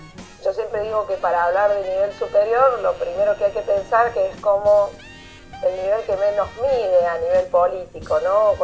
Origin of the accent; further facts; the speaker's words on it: Córdoba, Argentina; yo soy de Córdoba, vivo en las sierras